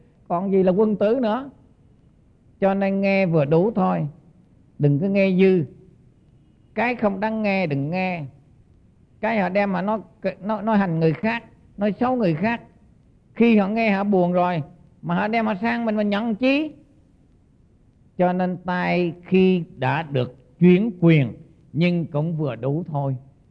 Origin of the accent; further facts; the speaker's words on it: Central Vietnam, Vietnam; now in South Vietnam; Mà tôi là dù là dân Trung nhưng mà sống ở miền Nam này gần 40 năm rồi thì nó thành dân Nam